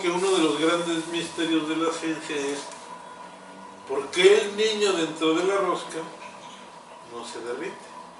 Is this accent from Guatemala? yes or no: no; Mexico; Yo también soy mexicano.